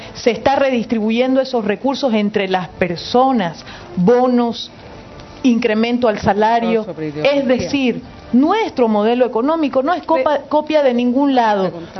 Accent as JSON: {"language": "Spanish", "country": "Bolivia", "said": "yo voy a aportar como boliviana a mi país desde donde esté."}